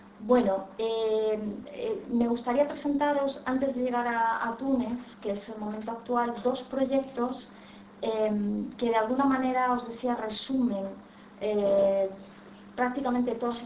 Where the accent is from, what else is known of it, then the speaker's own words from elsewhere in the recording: Galicia, Spain; como en muchos pueblos de Galicia, en mi pueblo todo el mundo emigró, todo el mundo tiene familia de inmigrantes, inician este proceso migratorio, un proceso que inicia mi madre, que se va primero a mediados de los años 60, ella sola a trabajar